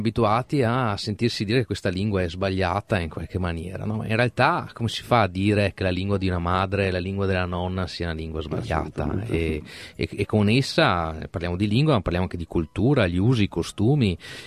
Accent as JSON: {"language": "Italian", "region": "Veneto", "country": "Italy", "said": "a noi da veneti diciamo"}